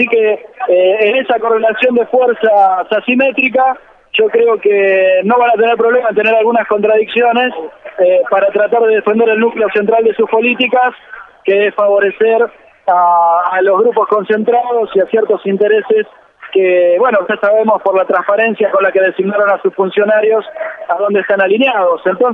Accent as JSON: {"language": "Spanish", "country": "Argentina", "said": "por lo que hemos sido valorados en el exterior como argentinos"}